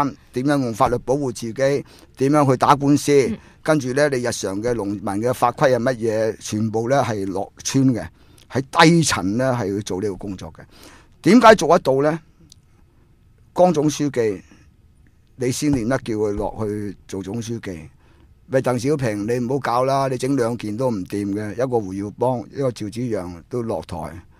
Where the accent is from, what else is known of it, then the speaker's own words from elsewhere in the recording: Hong Kong; 譬如我哋香港人或者要提出意见，我哋可以